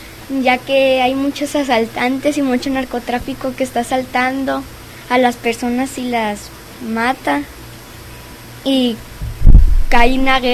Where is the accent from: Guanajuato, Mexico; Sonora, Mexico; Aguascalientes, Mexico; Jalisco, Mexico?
Sonora, Mexico; Hermosillo; born there; Aquí en Hermosillo.